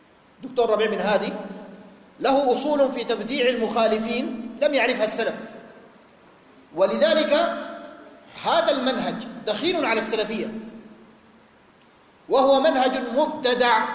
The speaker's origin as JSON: {"language": "Arabic", "country": "Sudan", "said": "مجموعات الغلاة الموجودة عندنا في السودان وفي غيرها"}